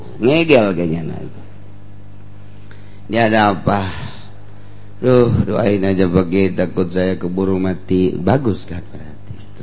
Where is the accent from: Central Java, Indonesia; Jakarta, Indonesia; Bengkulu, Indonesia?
Jakarta, Indonesia; Aduh, saya dari Jakarta.